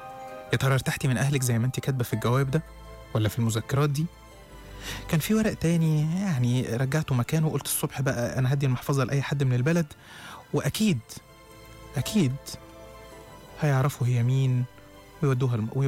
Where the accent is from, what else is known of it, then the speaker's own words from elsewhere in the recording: Egypt; أصل القطارات عندنا في مصر عاملة زي سكة الموت رايح جاي كده